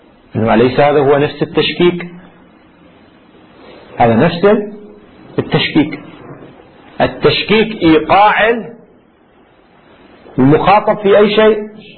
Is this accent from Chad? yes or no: no; Lebanon; ما في عندنا في لبنان يقولوا أمنيات